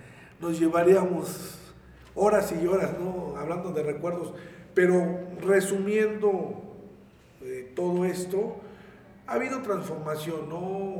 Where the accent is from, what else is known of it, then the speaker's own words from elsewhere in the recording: Mexico; Entonces, como mexicano, pues es un orgullo, ¿no? Un orgullo el ser mexicano